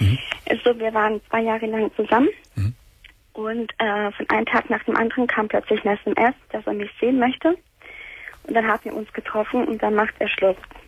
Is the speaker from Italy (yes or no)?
yes; Sicily, Italy; now in Germany; also ich bin halt Italienerin, Sizilianerin, umgekehrt gesagt